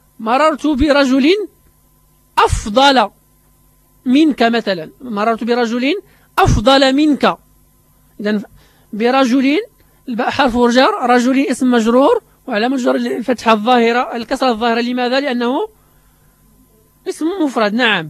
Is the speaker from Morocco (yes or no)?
yes; Morocco